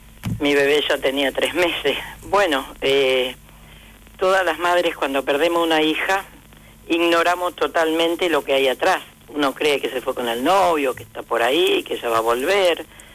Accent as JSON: {"language": "Spanish", "region": "Misiones", "country": "Argentina", "said": "Yo vengo de la selva de Misiones con apenas una primaria"}